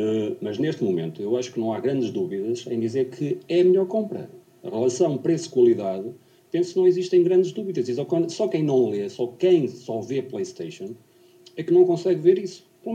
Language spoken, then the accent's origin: Portuguese; Portugal; E para nós que somos portugueses